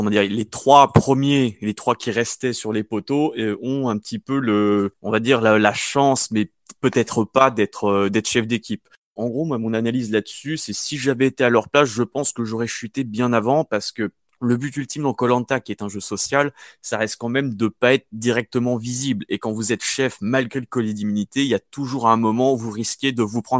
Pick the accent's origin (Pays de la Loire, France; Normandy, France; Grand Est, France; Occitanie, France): Pays de la Loire, France; j'ai 31 ans, je viens de la Sarthe